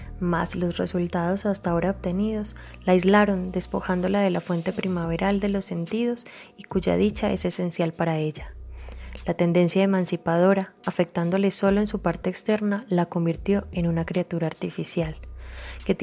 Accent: Colombia; moved away as an adult; now in Mexico; soy colombiana, radico en México hace aproximadamente 5 años.

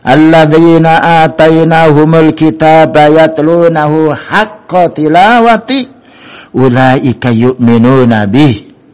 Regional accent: Java, Indonesia; Karena kita ini bukan orang Arab, wong Jawa, bahasa Indonesia.

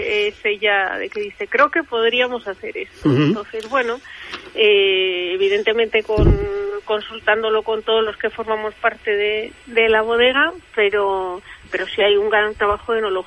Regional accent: Mexico; now in Spain; yo nací en México, yo me crié en México

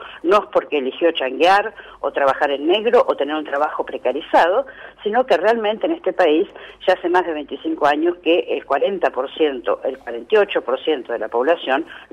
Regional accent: Argentina; de festejar juntos como pueblo, como argentinos

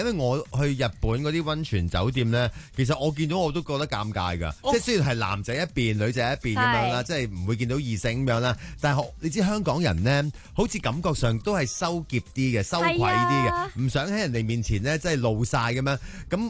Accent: Jiangmen, Guangdong, China; 其实我都系江门人嚟噶。

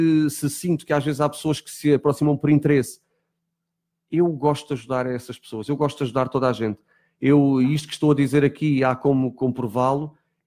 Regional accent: Azores, Portugal; now in Lisbon, Portugal; Eu quando venho dos Açores para Lisboa, eu não tinha amizades, tive que começá-las do zero.

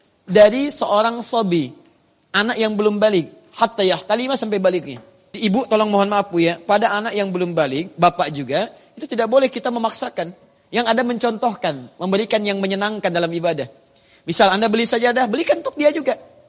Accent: Surabaya, East Java, Indonesia; born there; now in Jakarta, Indonesia; dari Tanah Kusir. Ya, lahir di Surabaya, tinggal di Tanah Kusir.

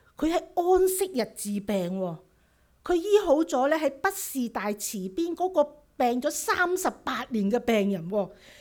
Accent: China; 猶太人同我哋中國人差唔多嘅

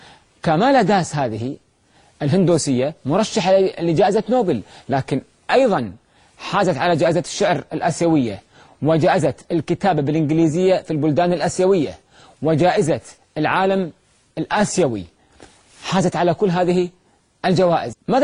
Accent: Kuwait; وصلت عندنا في الكويت بعد الأردن والقدس والبحرين

